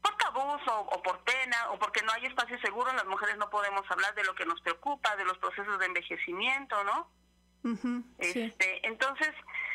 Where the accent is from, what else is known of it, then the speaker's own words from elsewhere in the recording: Ixhuatlán del Café, Veracruz, Mexico; Yo estoy ahorita en Izhuatlán del Café Veracruz, aquí entre Huatusco y Córdoba.